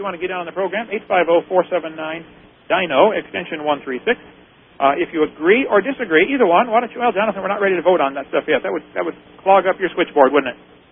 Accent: Norway; I'm Norwegian.

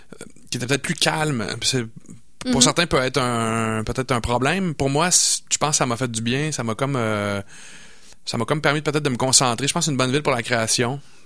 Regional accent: Montreal, Quebec, Canada; now in Quebec City, Canada; Je trouve ça super drôle parce que moi, je suis originaire de Montréal.

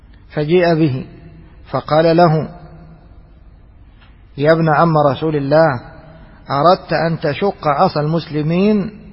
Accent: Egypt; مثل اللي احنا نسميها عندنا في مصر الغرارة، شوال كبير

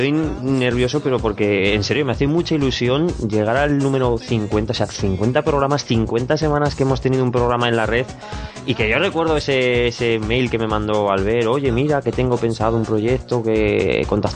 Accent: Zaragoza, Aragon, Spain; soy de Zaragoza

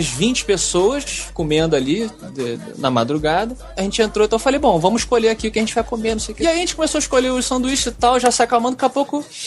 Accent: Brazil; Sou lá do Brasil.

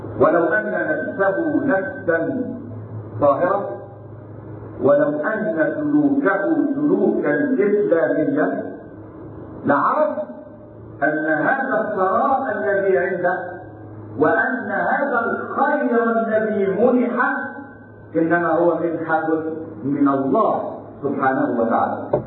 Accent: Egypt; قال الأثرياء في السابق في مصر في بلدنا مصر

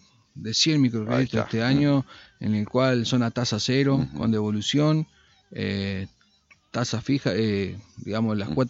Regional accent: Concordia, Entre Ríos, Argentina; Yo, cuando digo que soy de Concordia, ¿no?

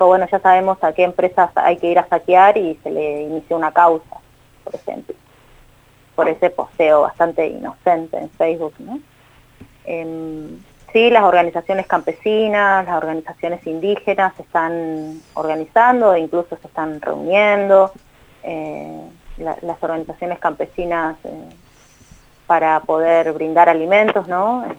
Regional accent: Buenos Aires, Argentina; Yo soy de provincia de Buenos Aires, vivo hace 10 años acá, pero toda mi familia está en otro lugar.

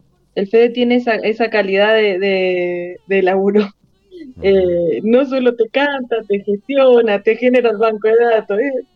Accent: San Martín, Mendoza, Argentina; Sí, yo soy esteña, soy de San Martín.

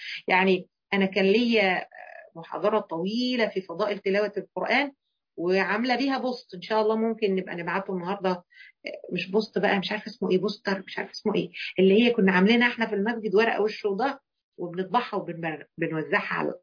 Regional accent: Egypt; يعني أكتر حاجة مثلا احنا كمصريين قابلناها حتة حلوة وقوية المانجا الجوافية

